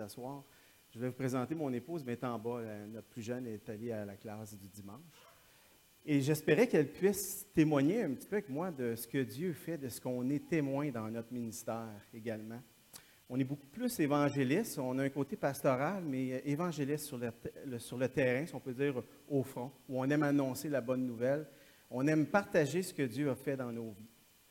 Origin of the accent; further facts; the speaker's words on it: Quebec, Canada; also born or lived in Calgary, Canada; Oui, je suis du Québec, mais j'étais en Alberta à Calgary pendant quelques années.